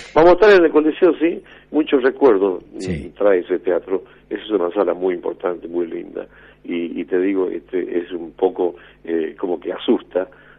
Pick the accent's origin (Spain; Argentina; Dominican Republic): Argentina; Cafayate, Salta; also born or lived in Metán; nací en Cafayate, después viví en Metán, pero sí. siempre en la provincia de Salta